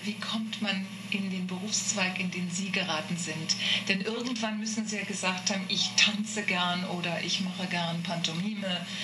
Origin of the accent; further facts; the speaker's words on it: Bonn, North Rhine-Westphalia, Germany; ich bin aus Bonn. Also aus der Bonn-Kölner Gegend.